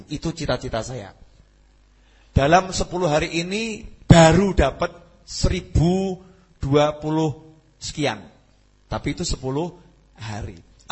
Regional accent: Surakarta, Central Java, Indonesia; Makanya jangan pindah dari saya, enggak perlu pindah, saya memang orang Solo.

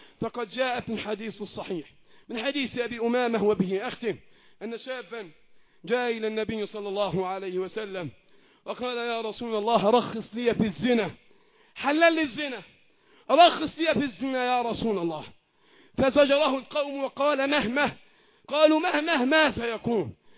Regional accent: Egypt; اللهم احفظ بلدنا مصر وسائر بلاد المسلمين

